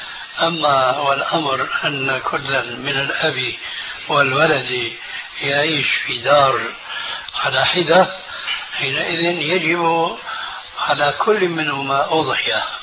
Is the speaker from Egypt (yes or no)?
no; Syria; خلينا كما يقولون عندنا في سوريا نضربها على الهوية